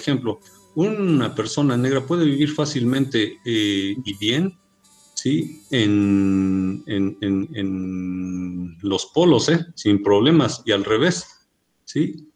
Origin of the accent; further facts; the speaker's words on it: Mexico; Esta situación mestiza que nos hace ser como mexicanos, ¿no?